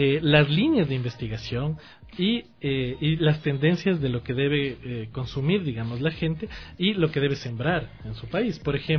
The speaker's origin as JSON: {"language": "Spanish", "country": "Ecuador", "said": "sino a nuestras realidades como ecuatorianos"}